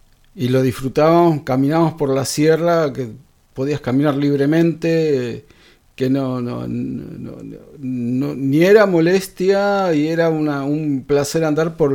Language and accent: Spanish; La Plata, Buenos Aires Province, Argentina; now in San Luis, Argentina; Bueno, yo soy de La Plata. Patricia, que es mi señora, es de Bahía Blanca